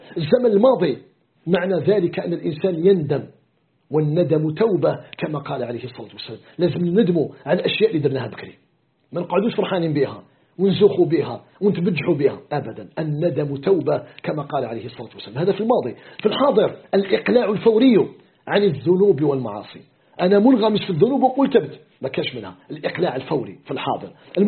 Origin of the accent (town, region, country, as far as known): Algeria